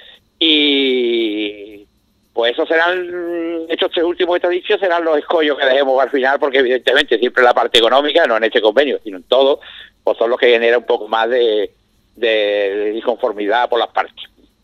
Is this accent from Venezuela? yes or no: no; Jerez de la Frontera, Andalusia, Spain; yo soy de Jerez